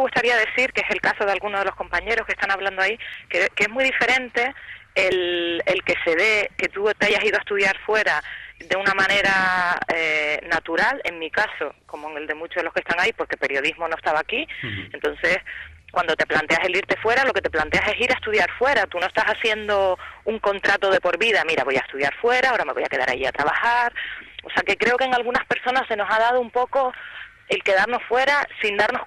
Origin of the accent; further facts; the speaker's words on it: Canary Islands, Spain; accent: Canarian; Yo hablo con mi acento canario, mi identidad, pero a veces para poder hablar con acento neutro